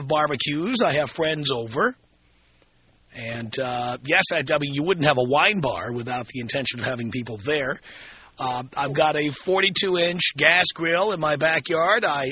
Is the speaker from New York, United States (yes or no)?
yes; New York City, New York, United States; And on top of that, I grew up in the South Bronx, and so pretty much it was Latin chicks and black chicks.